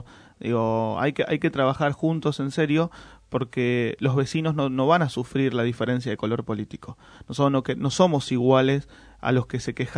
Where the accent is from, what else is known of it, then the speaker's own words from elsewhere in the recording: Moreno, Buenos Aires Province, Argentina; Yo soy de Moreno, quiero Moreno, vivo en Moreno, disfruto Moreno